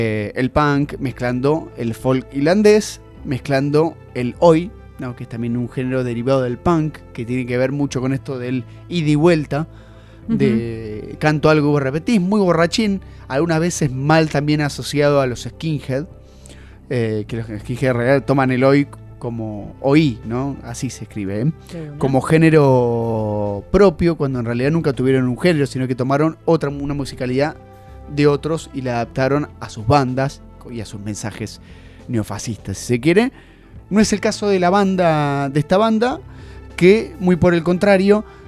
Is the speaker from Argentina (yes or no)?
yes; Argentina; Somos fanáticos argentinos, nuestro club de segunda división del exterior.